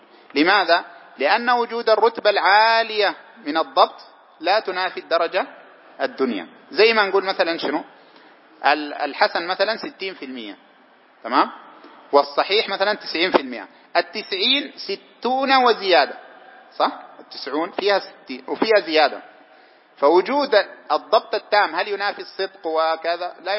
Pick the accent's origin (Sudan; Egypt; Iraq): Sudan; زي الحلو مر عندنا في السودان